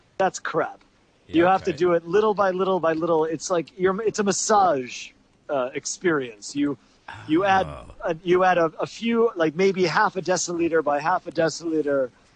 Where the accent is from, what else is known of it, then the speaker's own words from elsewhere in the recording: New York City, New York, United States; And I'm from the New York City area, so in New York City they call it gravy, which doesn't make any sense.